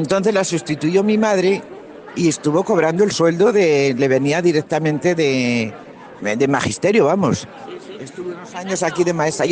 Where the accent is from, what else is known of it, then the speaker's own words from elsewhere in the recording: Berceo, La Rioja, Spain; also born or lived in Nájera; soy nacida aquí en Berceo. Hemos estado aquí viviendo muchísimos años. Pues casi toda una vida.